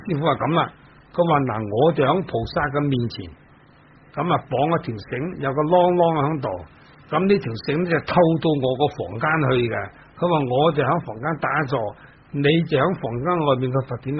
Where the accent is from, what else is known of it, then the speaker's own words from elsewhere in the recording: Dongguan, Guangdong, China; 我本身是东莞人，东莞人喝酒呢都不会输蚀的，况且我的家族呢都是做酒的